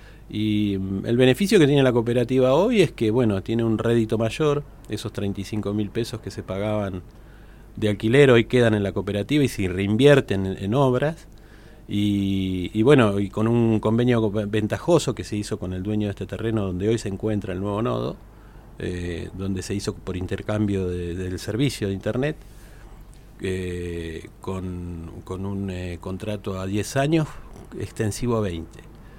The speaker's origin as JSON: {"language": "Spanish", "region": "Buenos Aires", "country": "Argentina", "said": "Yo vengo de Buenos Aires, de una gran ciudad"}